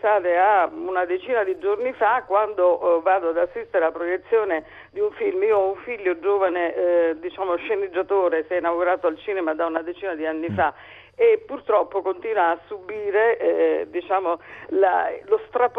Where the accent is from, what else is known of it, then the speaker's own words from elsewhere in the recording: Naples, Campania, Italy; io sono napoletana